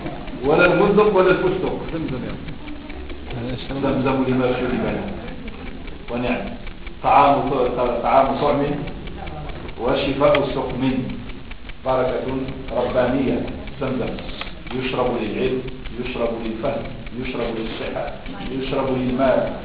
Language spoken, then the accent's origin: Arabic; Morocco; ولعله عندنا في المغرب باسم نبتة من النباتات